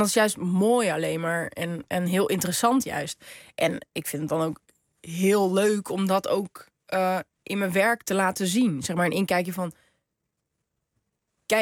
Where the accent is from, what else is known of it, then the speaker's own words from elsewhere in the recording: Morocco; ik ben gewoon een Marokkaanse vrouw ook.